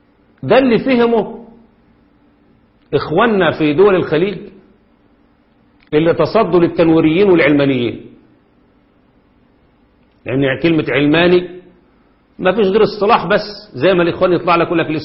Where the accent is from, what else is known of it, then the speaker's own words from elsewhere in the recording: Egypt; وهم اللي ماسكين الاعلام عندنا في مصر